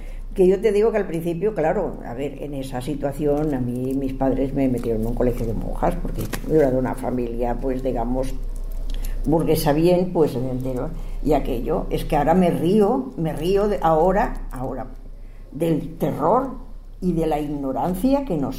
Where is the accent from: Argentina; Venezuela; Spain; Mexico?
Spain; Barcelona, Catalonia; Yo nací en Barcelona, yo soy catalana, de hecho.